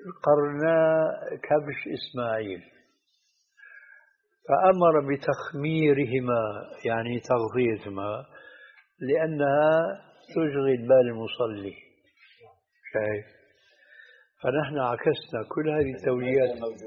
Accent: Syria; هذه عندنا في الشام تسمى بالصاية

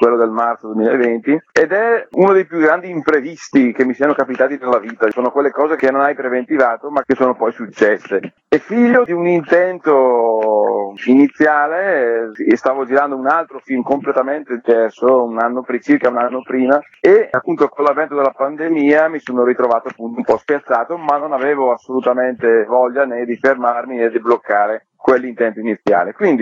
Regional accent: Lombardy, Italy; accent: Brescian; un uomo del nord con una forte cadenza bresciana, ma in realtà io sono marocchino di origini, i miei genitori emigrarono qui in Italia, primi pionieri, quindi 40 anni fa, arrivarono in questa pianura padana

